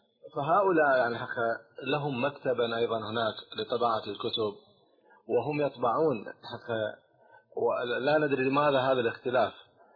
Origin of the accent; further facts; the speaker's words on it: Jordan; هنا عندنا في الأردن